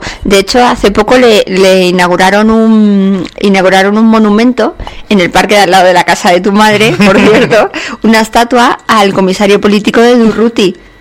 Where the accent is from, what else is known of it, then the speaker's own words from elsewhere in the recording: Fuenlabrada, Community of Madrid, Spain; Patato y yo somos de Fuenlabrada.